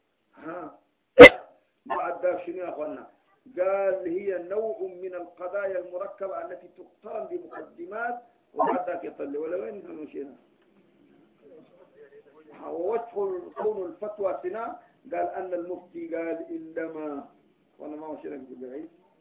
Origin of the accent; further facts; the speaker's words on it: Sudan; moved away; اللي انا شلتها معايا من السودان مشيت اوروبا